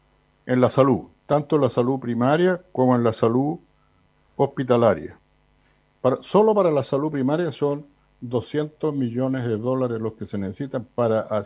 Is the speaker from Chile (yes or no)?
yes; Chile; Eso habla, en cierto modo, de tener mano de guagua, como decimos en Chile